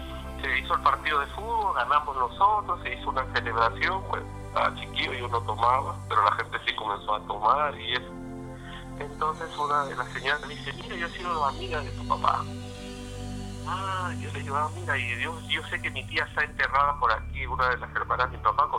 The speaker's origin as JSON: {"language": "Spanish", "region": "Lima", "country": "Peru", "said": "un lugar que mucha gente debe conocer que se llama Huacho, bueno, lo que somos peruanos, ¿no?"}